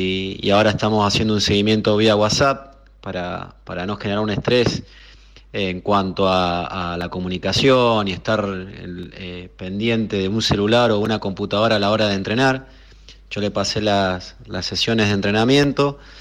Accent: Mendoza, Argentina; yo soy de Mendoza, y de ahí comencé a trabajar con él

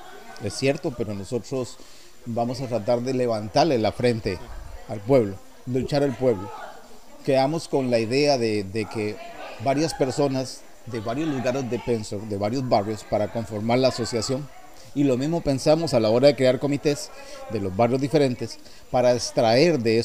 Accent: Guápiles, Limón, Costa Rica; born there; nací en Guaples

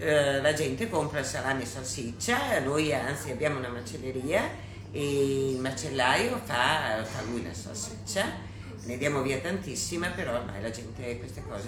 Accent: Vigarano, Emilia-Romagna, Italy; Comunque sono di Vigarano, per cui sono qua in provincia di Ferrara

